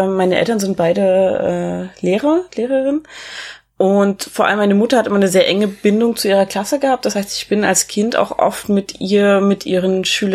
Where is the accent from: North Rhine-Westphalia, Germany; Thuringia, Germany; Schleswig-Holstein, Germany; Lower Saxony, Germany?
Thuringia, Germany; Erfurt; Ich komme zwar nicht aus Berlin, sondern aus Erfurt